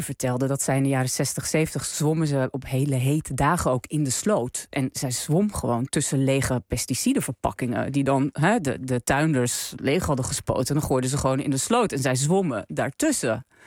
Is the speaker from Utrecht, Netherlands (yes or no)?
no; North Holland, Netherlands; waar ik vandaan kom uit de kop van Noord-Holland, daar is niet zo heel veel ander werk.